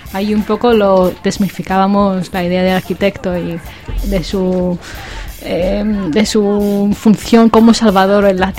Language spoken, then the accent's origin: Spanish; Greece; Tengo envidia porque siendo griega nunca he hecho ninguna ocupación